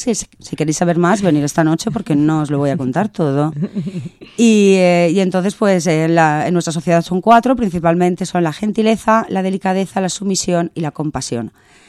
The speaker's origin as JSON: {"language": "Spanish", "town": "Castellón", "region": "Valencian Community", "country": "Spain", "said": "porque yo vengo de Valencia, pero soy de Castellón"}